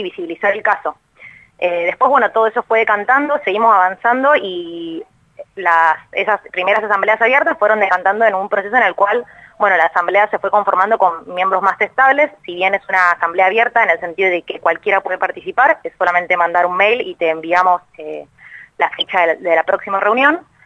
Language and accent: Spanish; Buenos Aires, Argentina; soy de Capital